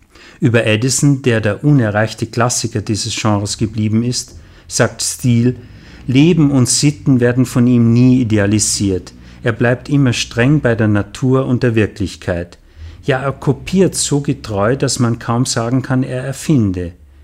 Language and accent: German; Salzburg, Austria; Ich bin in Salzburg zur Schule gegangen. Die Schule lag gegenüber vom großen Festspielhaus.